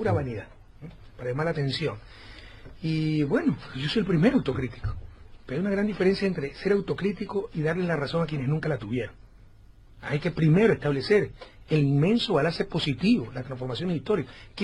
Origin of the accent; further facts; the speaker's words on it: Guayaquil, Guayas, Ecuador; Hice un gran concierto en Guayaquil, mi ciudad natal.